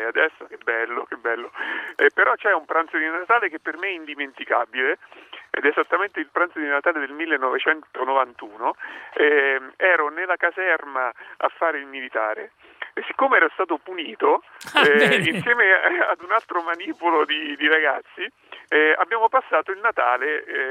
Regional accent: Ascoli Piceno, Marche, Italy; io poi sono di Ascoli Piceno

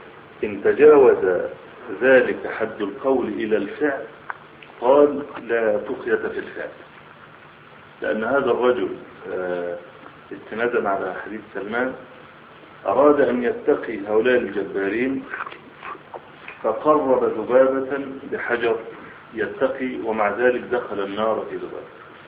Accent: Egypt; هنا بعض الشباب عندنا في مصر نشر رسالة

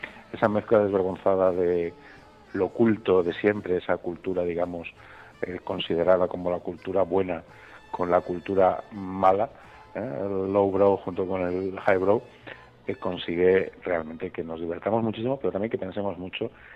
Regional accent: Valencia, Valencian Community, Spain; en este caso de mi tierra, de Valencia

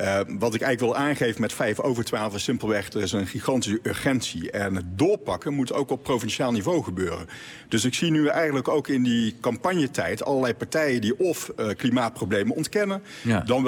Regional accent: 's-Hertogenbosch, North Brabant, Netherlands; Ik kom uit Den Bosch, tussen Den Bosch en Os, heeft men het over de duurzame polder.

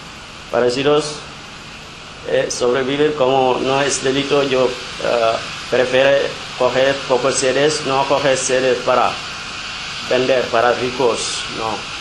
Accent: Senegal; Spanish is a second language; now in Spain; soy de Senegal. Vení aquí para buscar trabajo

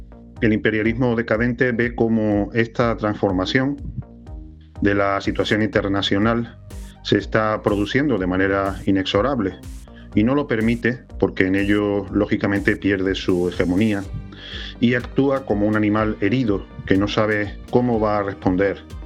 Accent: Spain; nosotros como españoles somos también objetivo y víctima de ese imperialismo decadente.

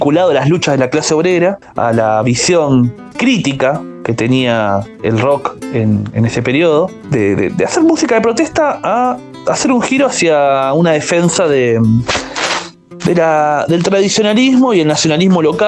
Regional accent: La Matanza, Buenos Aires Province, Argentina; En mi caso yo soy alguien que soy de La Matanza, municipio de la provincia de Buenos Aires, que está en el conurbano.

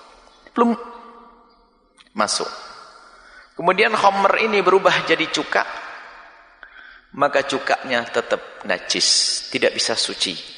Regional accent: Java, Indonesia; Karena saya orang Jawa, orang Indonesia punya terasi sama petis.

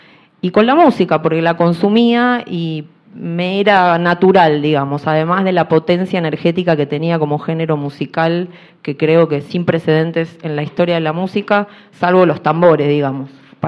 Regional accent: Argentina; vengo de Argentina.

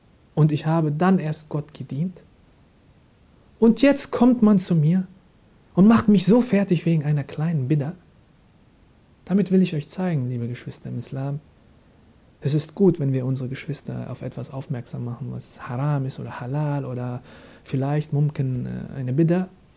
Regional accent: Germany; Masha'Allah, ich bin Deutscher, stehe auch dazu, alhamdulillah

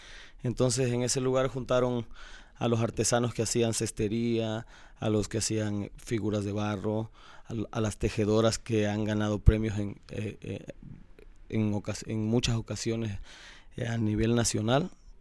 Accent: Cosoleacaque, Veracruz, Mexico; born there; cuando viajaron de Juan Rodríguez Clara, que era el pueblo donde él nació, a Cosoleacaque, que fue donde yo nací, cuando migró la familia para allá a trabajar en la industria petrolera

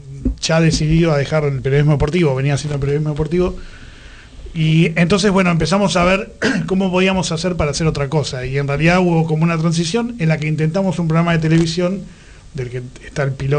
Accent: Buenos Aires, Argentina; de Mataderos

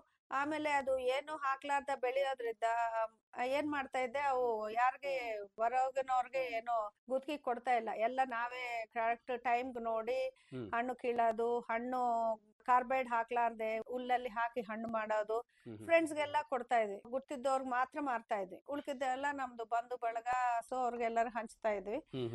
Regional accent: Andhra Pradesh, India; moved away as an adult; now in Hosapete, India; ನಮ್ಮ ತಾತರ ಕಾಲದಿಂದ 100 ಇರೋರೆ ನಾವು. ನಾವು ಮೂಲತಃ ಆಂಧ್ರಲಿದ್ದ ಬಂದಿರೋಳು. ನಾನು ಮದ್ವೆ ಆಗಿ ಹೊಸಪೇಟೆಗೆ ಬಂದಿರೋದು 1993 ಮದ್ವೆ ಆಗಿರೋದು.

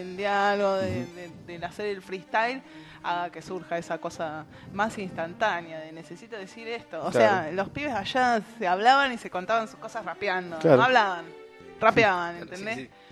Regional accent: Buenos Aires, Argentina; yo soy porteña y allá la onda es media así.

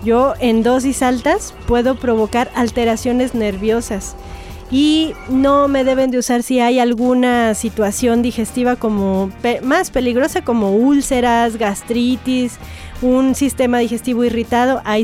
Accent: Sri Lanka; Spanish is a second language; now in Mexico

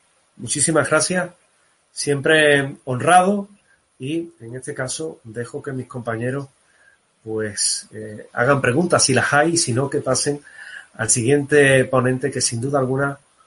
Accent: Andalusia, Spain; En suma, es Andalucía. A mí me ha tocado hoy ser embajador de mi tierra, de la cual me enorgullezco

